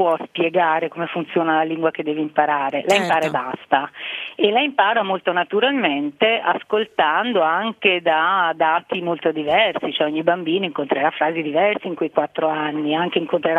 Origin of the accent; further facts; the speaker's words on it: Marche, Italy; now in Venice, Italy; io sono marchigiana, mio figlio è nato a Venezia